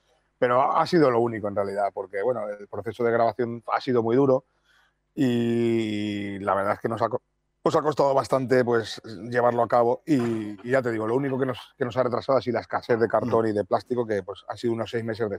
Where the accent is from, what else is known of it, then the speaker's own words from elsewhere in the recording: Valencia, Valencian Community, Spain; venimos de Valencia, que es una ciudad que tampoco es que sea muy propicia a la música que hacemos nosotros. Que no se enfade ningún paisano mío